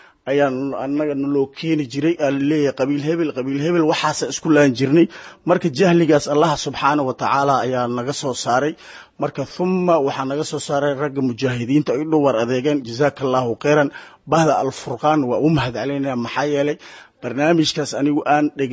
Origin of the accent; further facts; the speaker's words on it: Qoryooley, Lower Shabelle, Somalia; born there; anigu waxaan ku dhashay Qoryooley degmada Qoryooley